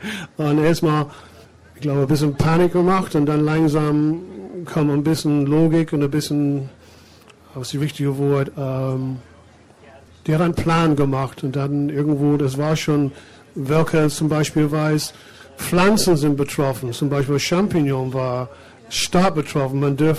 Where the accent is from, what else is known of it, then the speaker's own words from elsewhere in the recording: England, United Kingdom; German is a second language; now in Germany; ich bin Engländer, ich bin seit 79 hier in Deutschland, aber es ist eine total andere Kultur.